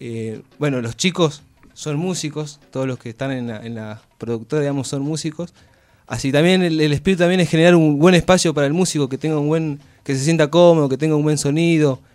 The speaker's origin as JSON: {"language": "Spanish", "region": "Catamarca", "country": "Argentina", "said": "Yo soy de Catamarca en particular y el folclore lo llevo adentro. He bailado mucho tiempo desde chango."}